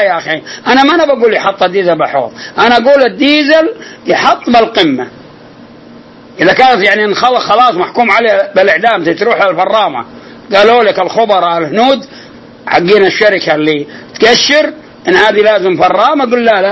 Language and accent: Arabic; Al-Qassim, Saudi Arabia; وحصل عندنا في القصيم عدة نخيل